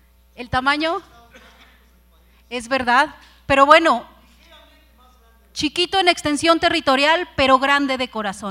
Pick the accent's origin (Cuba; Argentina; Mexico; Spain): Mexico; Aguascalientes; yo soy de Aguascalientes, orgullosamente. Siempre digo que es una tierra de toros, toreros y gente buena